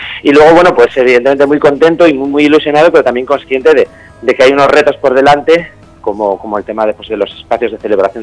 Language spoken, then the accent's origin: Spanish; Vimenes, Asturias, Spain; born there; also born or lived in Gijón; la gente me identifica mucho con Gijón, sí que es verdad que soy nacido en Vimenes.